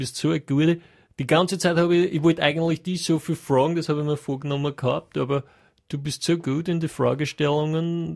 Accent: Austria

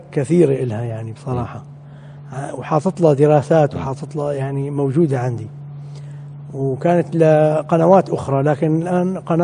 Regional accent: Damascus, Damascus Governorate, Syria; أنا أحد المنشدين من الشام، من دمشق

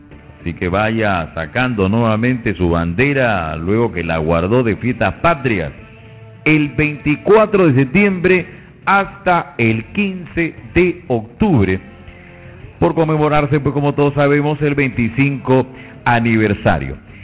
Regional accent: Barranca, Lima, Peru; como buenos provincianos, como buenos peruanos, hay que embanderar nuestra provincia de Barranca

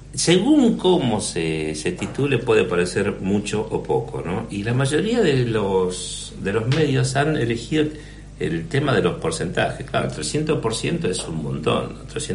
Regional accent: Argentina; porque yo como buen argentino iba dejando

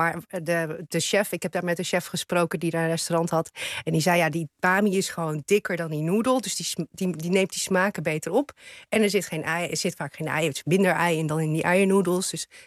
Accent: Leeuwarden, Friesland, Netherlands; Ja, ik ben geboren en getogen in Leeuwarden.

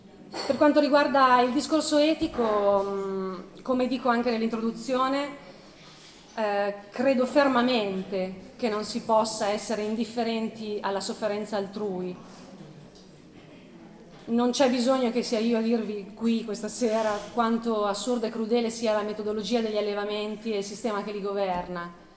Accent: Pavia, Lombardy, Italy; born there; now in San Zenone al Po, Italy; sono nata a Pavia, vivo a San Zenone al Po, che è un paesino qui vicino, sulle rive del Po.

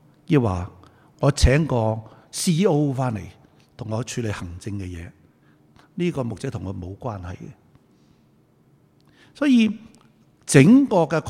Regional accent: Guangdong, China; 我哋广东人话你系咁先啦

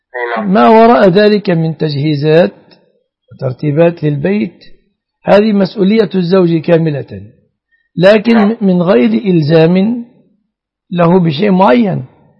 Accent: Egypt; و أعراف الناس السائدة في بلادنا مصر

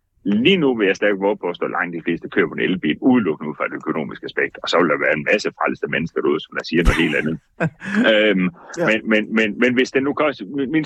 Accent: Jutland, Denmark; accent: Jutlandic; her i Jylland, hvor jeg jo, det kan man nok høre på min dialekt for, hvor vi driver Hayan Cars ude fra en gård, som er ligger uden for Hjortshøj

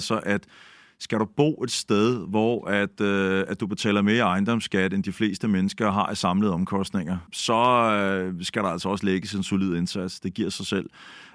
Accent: Bagsværd, Capital Region of Denmark, Denmark; jeg er jo fra Bagsvær og vokset op i sådan en akademikerfamilie.

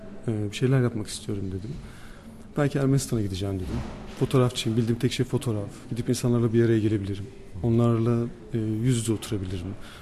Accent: Ardahan Province, Turkey; Ardahan'da doğup büyüdüm ben. Ardahan'ın bir köyünde doğdum. Doğduğum yer eski bir Ermeni ve Rum köyü. Ve biz bu Ermenilerden ve Rumlardan kalan bir evde yaşıyoruz.

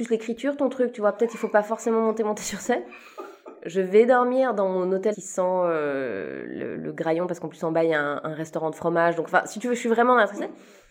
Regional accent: Switzerland; Donc moi je suis suisse, j'ai commencé ma carrière en Suisse et j'ai toujours d'ailleurs une carrière en Suisse.

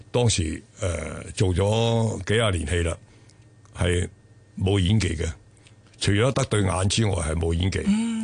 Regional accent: China; now in Hong Kong; 大陆嘅，我系喺中国

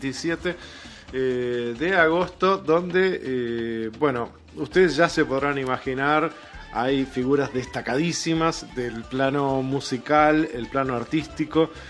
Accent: Uruguay; Yo quiero que mi pueblo se acostumbre a ver a Uruguay ganar desde siempre

